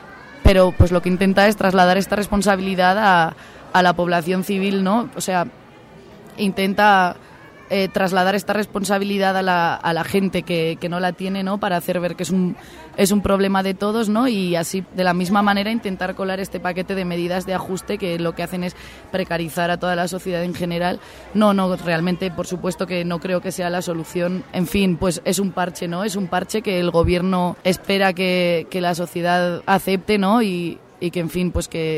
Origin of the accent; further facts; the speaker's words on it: Spain; poderles transmitir un poco de lo que ha pasado y está pasando por ahí, por mi tierra. Pues ahora mismo la sociedad española es una sociedad que está muy, muy convulsionada